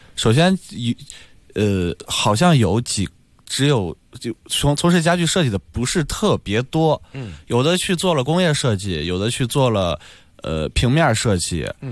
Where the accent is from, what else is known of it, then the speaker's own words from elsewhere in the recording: Shandong, China; 没有，我是山东人，山东小汉。